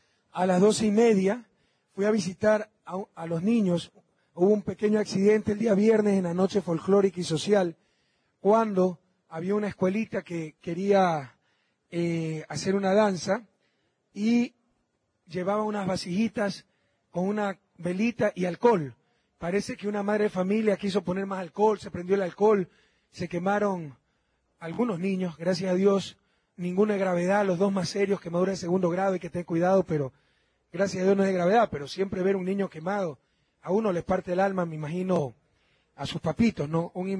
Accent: Guayaquil, Guayas, Ecuador; Un inmenso abrazo a todo el Ecuador, de mi ciudad natal y de esta parroquia tan popular y populosa del puerto principal.

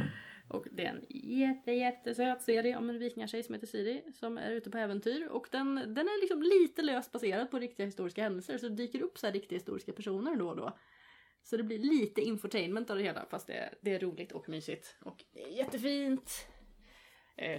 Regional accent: Norrland, Sweden; accent: Norrland; Och så kan man lägga sig till mitt norrländska.

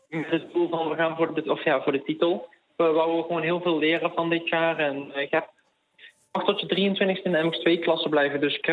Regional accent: Eersel, North Brabant, Netherlands; 18 jaar oud en ik kom uit Brabantse Eersel.

